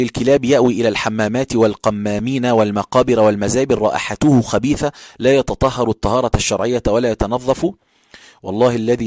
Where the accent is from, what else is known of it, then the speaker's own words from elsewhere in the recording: Egypt; المساجد اللي هي مشهورة عندنا في القاهرة أو حتى في الصعيد